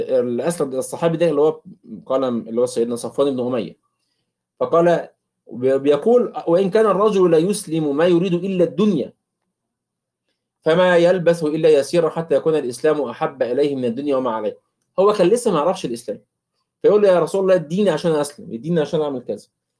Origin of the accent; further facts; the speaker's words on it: Egypt; كيلو اللبن ب 35 جنيه ولا ب 40 جنيه عندنا في مصر